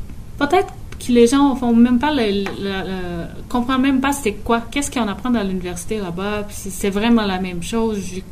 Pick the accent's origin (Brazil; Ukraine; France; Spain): Brazil; French is a second language; moved away as an adult; now in Quebec City, Canada; Bon, moi, je viens du Brésil.